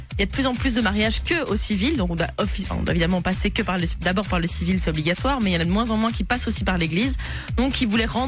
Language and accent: French; Flanders, Belgium; donc c'est chez nous en Flandre